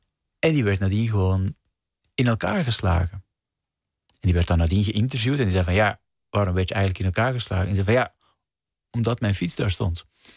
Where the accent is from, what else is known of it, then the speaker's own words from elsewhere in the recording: Belgium; bijvoorbeeld in België waar ik vandaan kom